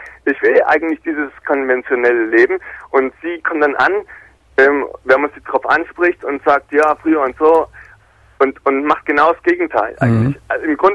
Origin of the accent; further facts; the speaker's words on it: Plauen, Saxony, Germany; wir sind alle in der DDR aufgewachsen. Mhm. Das ist hier Grenzgebiet Plauen.